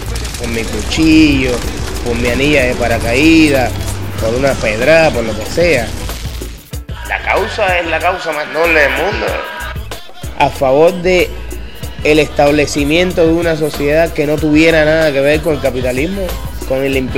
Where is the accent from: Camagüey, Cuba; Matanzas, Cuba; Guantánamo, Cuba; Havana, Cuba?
Havana, Cuba; born there; Bueno, yo nací en La Habana en el año 64, el 31 de diciembre.